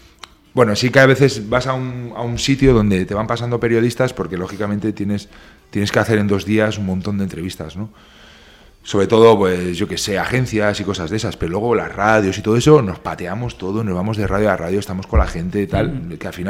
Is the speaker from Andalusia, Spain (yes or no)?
no; Berriozar, Navarre, Spain; Que no, que somos de Berriozar.